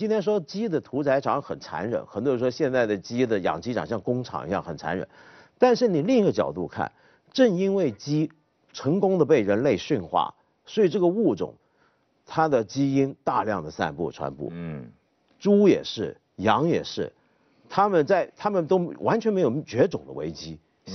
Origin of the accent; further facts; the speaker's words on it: China; 我们中国人是非常相信某种扭曲掉的